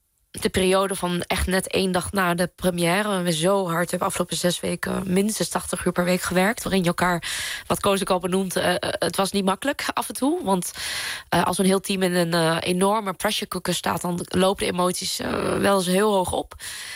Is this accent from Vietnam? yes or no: yes; Vietnam; accent: Vietnamese; Dutch is a second language; me schaamde van waar ik vandaan kwam. Dat ik een Vietnamees accent had en dat wij thuis een andere taal spraken.